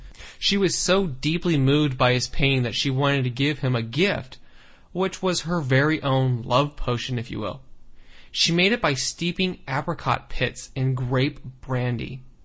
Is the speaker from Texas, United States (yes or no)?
no; San Francisco, California, United States; Brendan, who's also from my hometown, San Francisco